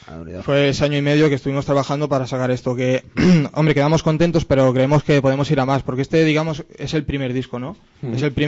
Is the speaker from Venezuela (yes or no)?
no; La Selva del Camp, Catalonia, Spain; De la Selva del Camp.